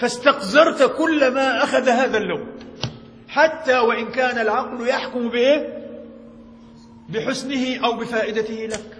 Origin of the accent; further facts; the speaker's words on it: Egypt; كما ضربت مثال نحن مصريين، أنت مصري طبعا، لا نأكل الجراد